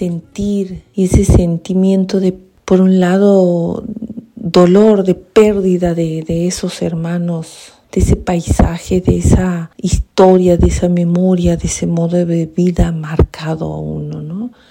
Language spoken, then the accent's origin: Spanish; Santiago del Estero, Argentina; soy de Santiago del Estero, de una comunidad indígena de pueblo originario Vilela.